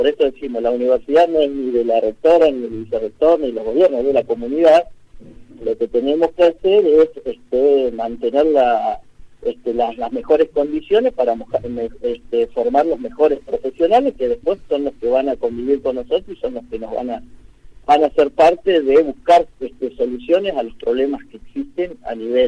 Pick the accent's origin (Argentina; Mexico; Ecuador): Argentina; San Antonio Oeste, Río Negro; Yo soy de San Antonio, que soy rionegrino